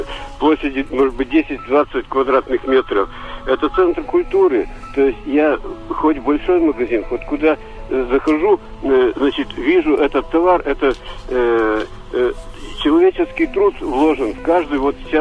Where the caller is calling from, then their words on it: Sovetsk, Kirov Oblast, Russia; Я из Кировской области, город Советск.